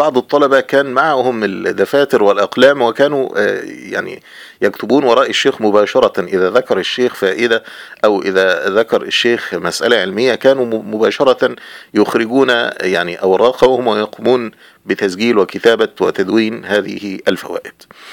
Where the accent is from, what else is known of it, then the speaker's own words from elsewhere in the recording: Egypt; والطريق أيضا ليس مستقيما وممهدا كحال الطرق عندنا في مصر